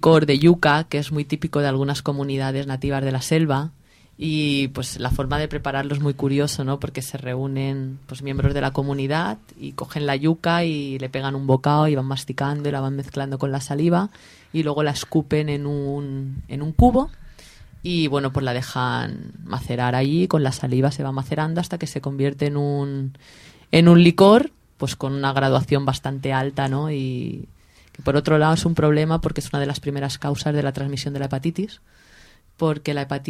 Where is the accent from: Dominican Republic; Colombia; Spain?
Spain; Alicante, Valencian Community; Yo los conozco de toda la vida porque yo soy de Alicante de toda la vida.